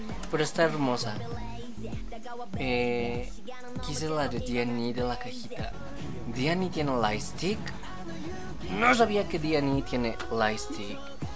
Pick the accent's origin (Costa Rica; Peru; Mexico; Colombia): Mexico; de las pocas cosas que recuerdo de mi infancia en México